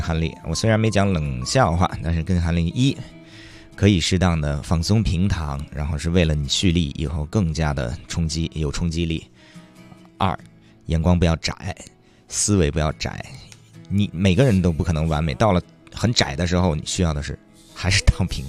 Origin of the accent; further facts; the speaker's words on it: Beijing, China; 我是北京人，这也应该叫鲸鱼的鲸，但是我还是要好好的学习，因为我从小在南方家庭长大嘛